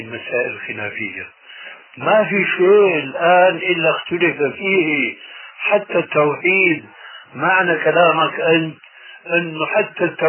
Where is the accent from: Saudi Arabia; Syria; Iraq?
Syria; يقولوا عندنا في سوريا عزيز بدون قيام